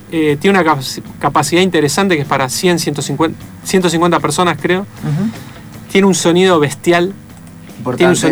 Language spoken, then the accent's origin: Spanish; Avellaneda, Buenos Aires Province, Argentina; Y nosotros somos de Avellaneda, además. Nos queda relativamente cerca.